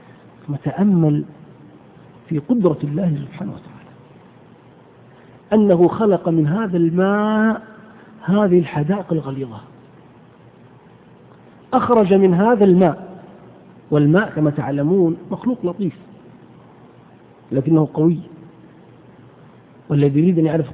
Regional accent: Hejaz, Saudi Arabia; والقت هو العلف الذي يسمى عندنا في الحجاز بالبرسيم

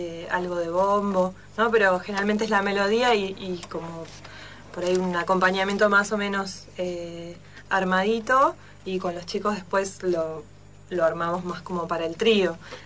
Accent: Bariloche, Río Negro, Argentina; Y yo soy de Bariloche, ¿no? Y allá en mi adolescencia.

